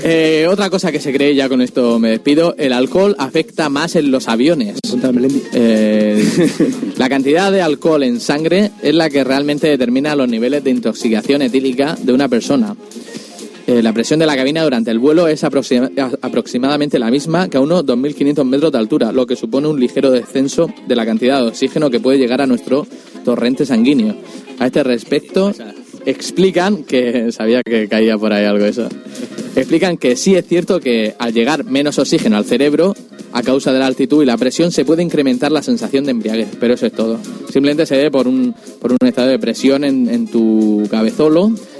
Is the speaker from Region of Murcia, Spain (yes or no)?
yes; Murcia, Region of Murcia, Spain; Sí, somos de Murcia.